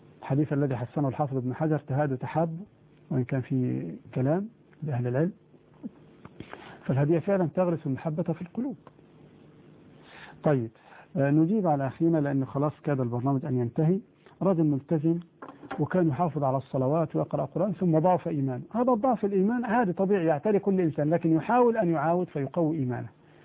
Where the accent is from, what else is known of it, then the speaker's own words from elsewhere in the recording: Egypt; في مصر عندنا هنا القائمة تسمى الصداق بما فيها المؤخر